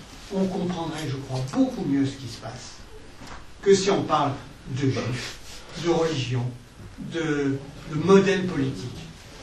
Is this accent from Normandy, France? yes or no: no; Marseille, Provence-Alpes-Côte d'Azur, France; si je discutais avec un Aixois, j'étais marseillais. Si je discutais avec un Parisien, je suis provençal. Si je discute avec un Allemand, je suis français. Avec un Américain, je suis européen